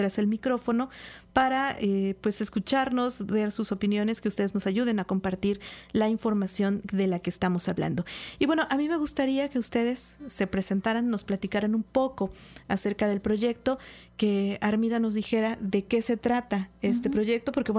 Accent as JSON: {"language": "Spanish", "town": "Xalapa", "region": "Veracruz", "country": "Mexico", "said": "al menos para quienes somos de Jalapa, reconocemos como una zona bastante conflictiva"}